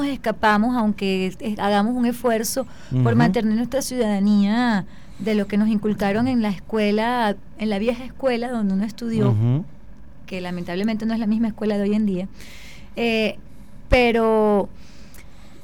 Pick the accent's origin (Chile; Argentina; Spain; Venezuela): Venezuela; lo que estamos viviendo nosotros como ciudadanos venezolanos.